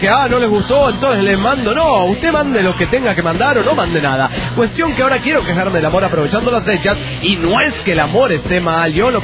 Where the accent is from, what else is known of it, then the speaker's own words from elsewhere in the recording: Lima, Peru; Y yo como soy latina de Lima, Perú.